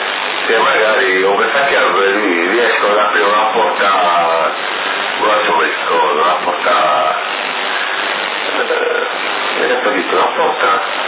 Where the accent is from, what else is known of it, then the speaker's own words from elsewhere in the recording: Montelepre, Sicily, Italy; Sì, sono di Montalepre.